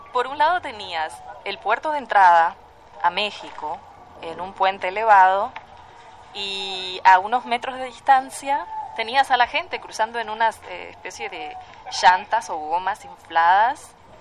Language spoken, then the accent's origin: Spanish; Montevideo, Uruguay; Yo crecí cerca de la Rambla, de la playa, en una ciudad donde, bueno, el viento te lleva volando